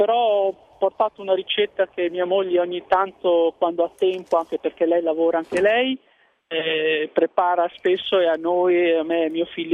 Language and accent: Italian; Zhejiang, China; now in Italy; io provengo dalla regione dello Zhejiang.